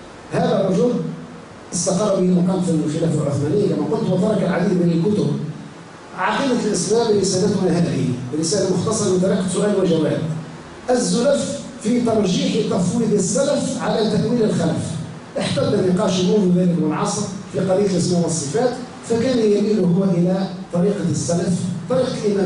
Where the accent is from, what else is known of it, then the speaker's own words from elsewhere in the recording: Tunisia; من خيرة الوطنيين في بلدنا تونس